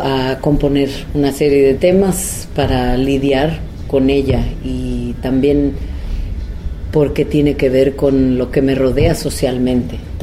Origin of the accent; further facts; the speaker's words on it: Oaxaca, Mexico; y también como oaxaqueña, porque creo que como oaxaqueña percibimos la política de una manera distinta, en la que toda la comunidad participa de cierta forma en las decisiones, ¿no?, de nuestra sociedad.